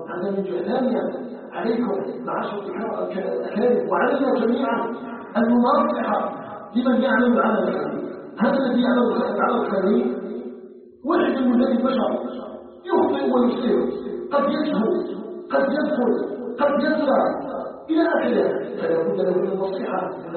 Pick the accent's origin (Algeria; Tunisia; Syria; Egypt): Algeria